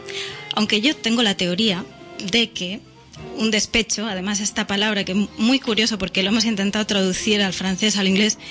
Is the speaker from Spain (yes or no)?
yes; Barcelona, Catalonia, Spain; Pues yo vengo de No Barris y entonces pues allí era lo que había y punto